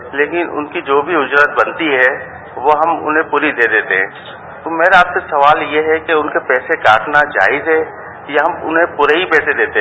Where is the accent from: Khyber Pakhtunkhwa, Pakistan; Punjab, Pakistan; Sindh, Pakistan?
Sindh, Pakistan; Karachi; میرا تعلق کراچی شہر سے ہے